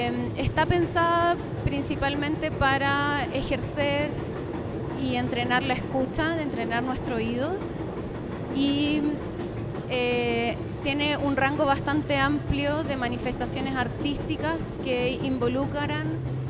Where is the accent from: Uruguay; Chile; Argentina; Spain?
Chile; de Chile.